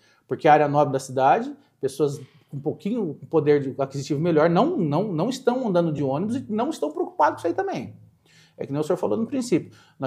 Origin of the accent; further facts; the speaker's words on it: Mogi das Cruzes, São Paulo, Brazil; Eu sou de Jundiapeba, nascido em Jundiapeba. Lá era um bairro extremamente violento.